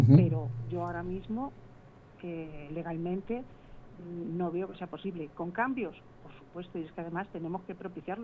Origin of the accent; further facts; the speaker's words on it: Torrenueva, Castilla-La Mancha, Spain; now in Albacete, Spain; Tú no tienes nada más que decirme cuando quieras visitar Valdepeñas, que mi pueblo es Torrenueva.